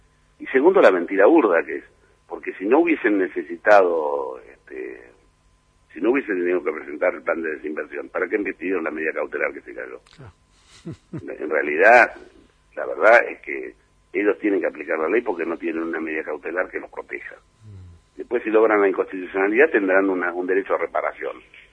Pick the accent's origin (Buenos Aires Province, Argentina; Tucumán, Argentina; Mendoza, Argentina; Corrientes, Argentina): Buenos Aires Province, Argentina; Villa Gesell; tenemos en mi pueblo, en Villa Gesell, tenemos una celda de CDMA 450